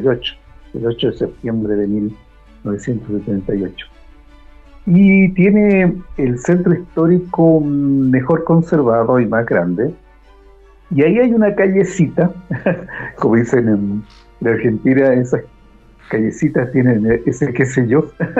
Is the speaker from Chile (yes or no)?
yes; Santiago, Santiago Metropolitan Region, Chile; born there; also born or lived in Concepción; Bueno, yo nací en Santiago de Chile. Y yo soy una persona citadina, me gustan las ciudades.